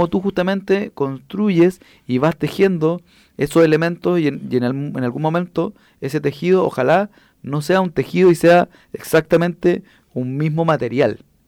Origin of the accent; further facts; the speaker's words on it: Santiago Metropolitan, Chile; yo fui presidente de ese movimiento y que vengo de La Caro y que fui del barrio Borgoño y de los H.